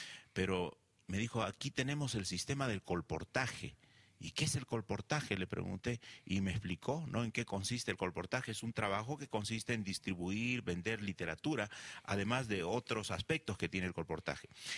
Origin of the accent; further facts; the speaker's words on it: Peru; Yo vengo del Perú